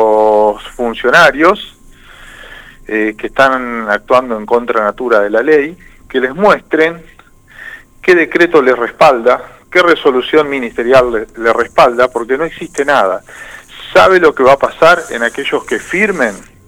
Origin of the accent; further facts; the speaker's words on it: Santa Fe, Argentina; atenta contra los derechos de todos nosotros como santafesinos